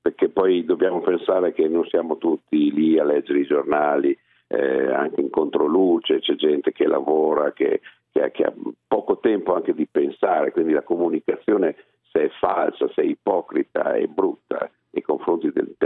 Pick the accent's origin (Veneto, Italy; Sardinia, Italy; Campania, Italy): Veneto, Italy; Io ce le ho frequentati molto, essendo veneto, le osterie so cosa sono.